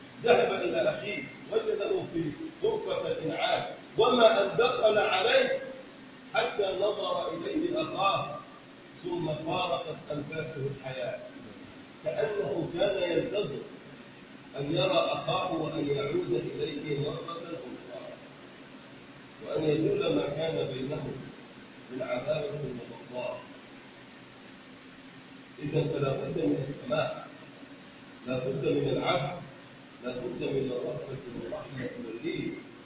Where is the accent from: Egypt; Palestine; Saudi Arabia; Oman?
Egypt; اللهم من اراد بلدنا مصر بخير وفقه لكل خير